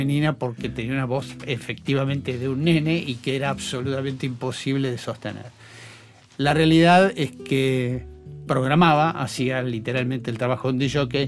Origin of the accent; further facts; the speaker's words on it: Buenos Aires, Argentina; porque yo soy esencialmente porteño